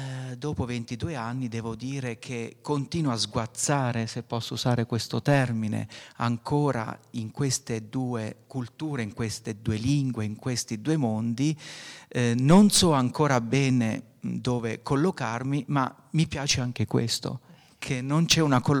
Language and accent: Italian; Abruzzo, Italy; moved away as an adult; now in Alto Adige, Italy; sono abruzzese, sono qui da 22 anni.